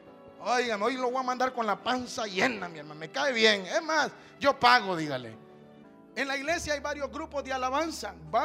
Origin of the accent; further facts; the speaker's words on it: Honduras; En mi país, en Honduras, y este mensaje lo van a oír en Honduras. En mi país, Honduras